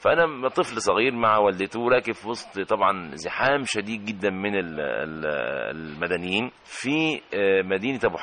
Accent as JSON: {"language": "Arabic", "town": "Kafr El Sharaf El Ibli", "region": "Qalyubia", "country": "Egypt", "tie": "born or raised there", "also_born_or_lived": "Ismailia", "said": "فذهبنا الى قريتنا، قريه صغيره اسمها كفر الشرف الابلي في مركز شبين القناطر في القلوبيه"}